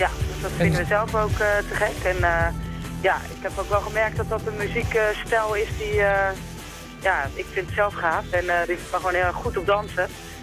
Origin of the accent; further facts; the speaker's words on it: Schipluiden, South Holland, Netherlands; Ik kom zelf uit Schipluiden.